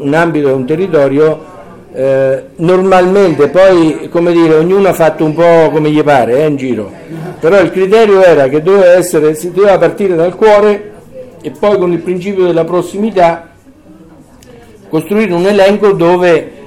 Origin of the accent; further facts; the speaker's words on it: Terni, Umbria, Italy; io che vengo da Terni voglio andare a Caserta